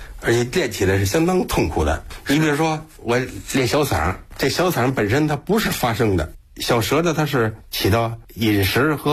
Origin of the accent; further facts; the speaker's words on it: Beijing, China; 我家就住在朝阳区高碑店，因为那个时候高碑店相当的美，那个中间和水清着呢、一望到底。我们小时候在那里洗澡